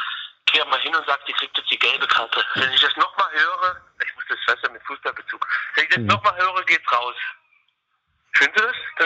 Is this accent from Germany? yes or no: yes; East Germany, Germany; ich bin aus der DDR, wir frisieren immer unsere